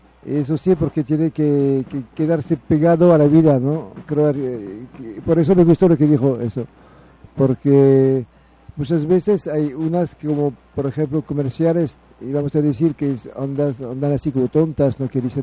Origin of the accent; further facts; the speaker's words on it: France; Spanish is a second language; Vengo de Francia también, sí. De Francia. Yo vivo en Francia y tengo 10 días aquí en México. Y estuve en el país hace mucho tiempo. O sea, como 20 años estuve en el país, pero no aquí.